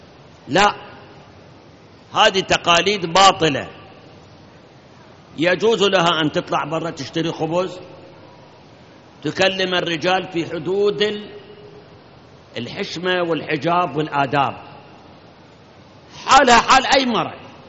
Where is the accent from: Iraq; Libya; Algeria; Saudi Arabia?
Iraq; الآن عندنا بالعراق كثير من العوائل